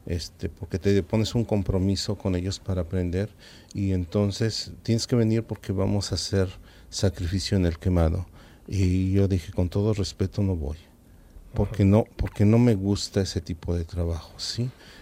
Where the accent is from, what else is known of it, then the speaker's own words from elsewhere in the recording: Mexico; Bueno, en mi país hay una cultura